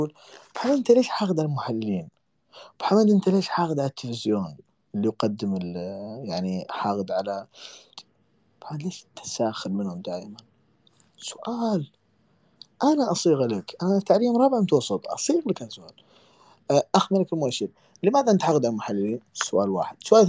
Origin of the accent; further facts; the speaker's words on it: Kuwait; عندنا في الكويت بالحضري بالبدوي، جميع اللهجات انشرح